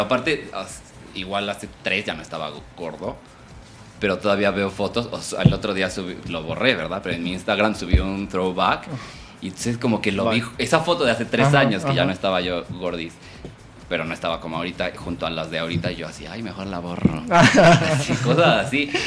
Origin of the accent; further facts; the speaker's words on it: Puebla, Mexico; Ay, soy de Puebla, no soy norteño.